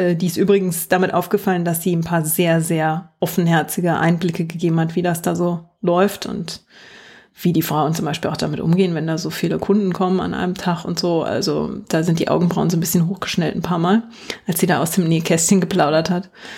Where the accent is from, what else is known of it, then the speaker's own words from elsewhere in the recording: East Germany, Germany; born there; Ich bin ziemlich ohne Disney aufgewachsen. Ich bin ja noch im Osten geboren